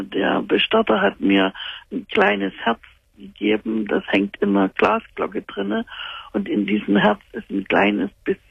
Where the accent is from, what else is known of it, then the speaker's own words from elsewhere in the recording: Dresden, Saxony, Germany; weil wir stammen normalerweise aus Dresden. Und er hat immer gesagt, wenn er mal das Zeitliche segnet, möchte er gerne in seine Heimat Erde. Wir wohnen in Nordrhein-Westfalen